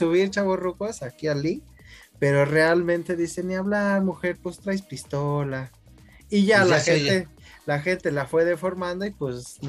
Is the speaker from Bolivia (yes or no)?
no; Mexico City, Mexico; accent: chilango; nos hacen burla con nuestro acento chilango, que dicen que frenamos con motor por ahí